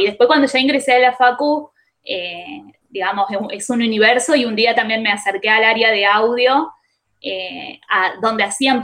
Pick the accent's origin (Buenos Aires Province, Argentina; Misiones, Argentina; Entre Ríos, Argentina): Entre Ríos, Argentina; Paraná; yo soy de acá, de Paraná.